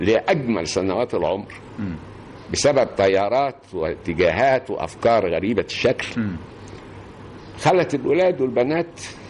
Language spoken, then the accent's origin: Arabic; Al-Khadmiya, Kafr El Sheikh Governorate, Egypt; أنا أصلا رايح من القاهرة. صحيح أنا مش من القاهرة، أنا من كفر الشيخ، من قرية اسمها الخادمية، مركز كفر الشيخ.